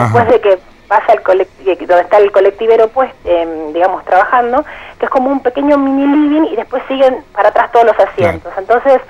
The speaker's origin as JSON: {"language": "Spanish", "region": "Buenos Aires", "country": "Argentina", "said": "Sí, de Palermo."}